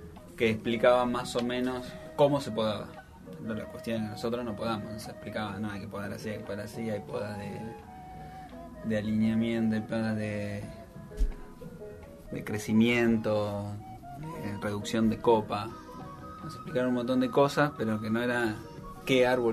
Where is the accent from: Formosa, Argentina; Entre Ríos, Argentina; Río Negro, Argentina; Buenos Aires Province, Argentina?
Buenos Aires Province, Argentina; San Martín; Yo me crié en San Martín.